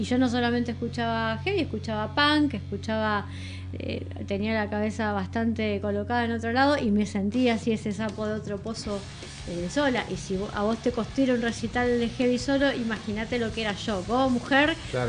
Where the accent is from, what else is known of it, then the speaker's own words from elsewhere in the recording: Banfield, Buenos Aires Province, Argentina; No, yo soy de Lomas de Zamora. Yo soy de Banfield, no la estoy contando.